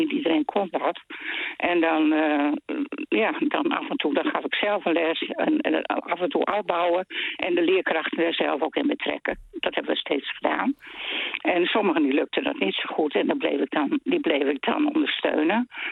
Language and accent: Dutch; Friesland, Netherlands; Ik kom uit Friesland en er werd ook veel op bruiloft en partijen gespeeld.